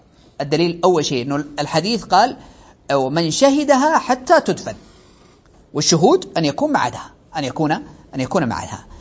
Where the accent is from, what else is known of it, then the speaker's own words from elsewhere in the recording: Saudi Arabia; ولأجل هذا ترون أنه عندنا في السعودية عموم المساجد